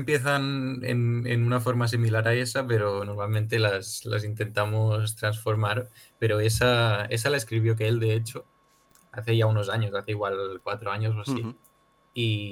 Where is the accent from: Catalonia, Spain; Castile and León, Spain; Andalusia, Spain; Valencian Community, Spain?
Catalonia, Spain; Barcelona; nosotros somos de Barna y ellos de Madrid.